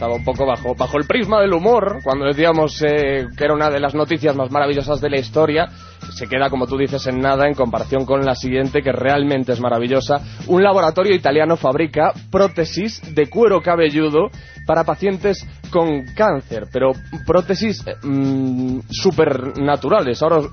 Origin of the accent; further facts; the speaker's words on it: Galicia, Spain; Yo las entiendo perfectamente porque, claro, yo soy gallego.